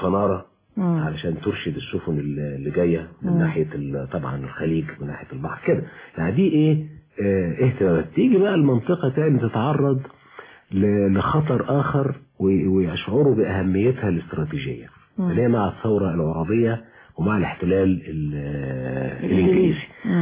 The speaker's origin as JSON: {"language": "Arabic", "country": "Egypt", "said": "كان بالنسبة لاهل الحجاز زي القطن عندنا في مصر في زمانه"}